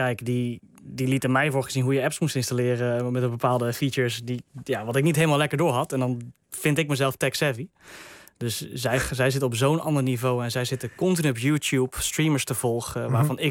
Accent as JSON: {"language": "Dutch", "country": "Netherlands", "said": "ook al zijn we als Nederlanders redelijk eigenzinnig en willen het zelf uitzoeken"}